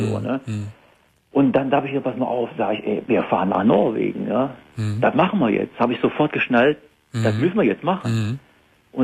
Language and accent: German; Germany; dann war ich im April mal wieder da in der Eifel, ne, wo ich herkomme